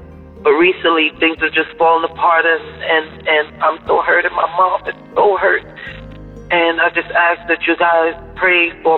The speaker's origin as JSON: {"language": "English", "region": "New York", "country": "United States", "said": "I am from New York."}